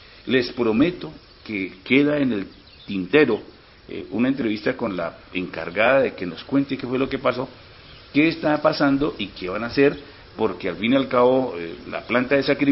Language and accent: Spanish; Cáqueza, Cundinamarca, Colombia; pero en especial para los de Caquesa, mi tierra natal.